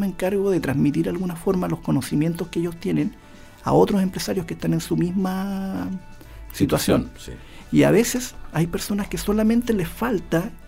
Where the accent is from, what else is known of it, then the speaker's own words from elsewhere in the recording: Chile; como muchos chilenos, como muchos emprendedores que nos deben estar escuchando, me tiré nomás.